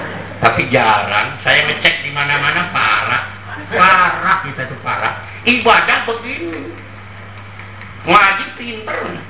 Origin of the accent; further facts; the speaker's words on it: Pandaan, East Java, Indonesia; Saya orang Pandaan … itu orang Japanan, Pak. Sama-sama kecamatan, jaraknya cuma 1 kilo saja. Sama-sama Kabupaten Pasuruan.